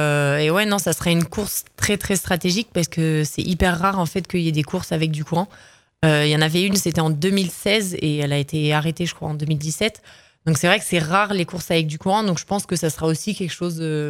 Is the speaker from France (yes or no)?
yes; France; France, on a quand même, ça fait partie de notre culture de quand même mettre en avant le négatif